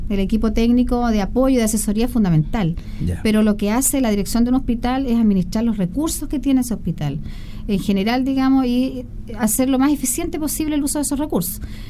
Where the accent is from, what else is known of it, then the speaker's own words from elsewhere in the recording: Llanquihue, Los Lagos, Chile; also born or lived in Puerto Varas; Es que yo soy de pueblo. O sea, yo la verdad es que nací en Puerto Varas, que es un pueblo bastante chico, y me crié en el pueblo de Llanquihue